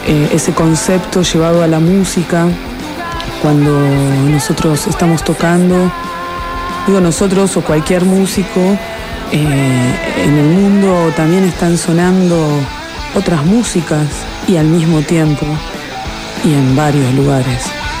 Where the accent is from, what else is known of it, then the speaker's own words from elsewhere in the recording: Mar del Plata, Buenos Aires Province, Argentina; now in Buenos Aires, Argentina; de los originals ahora quedo yo … que soy de Mar del Plata.